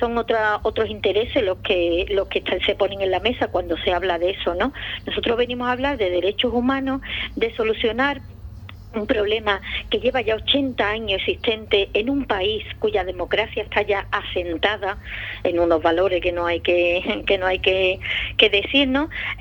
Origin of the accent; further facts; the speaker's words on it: Andalusia, Spain; Y si es un pueblo como Ubrique y una sierra como la de Cádiz y en mi pueblo andaluz